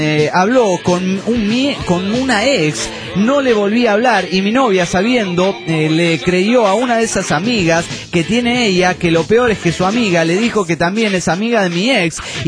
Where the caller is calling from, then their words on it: Mexico City, Mexico; del DF mexicano.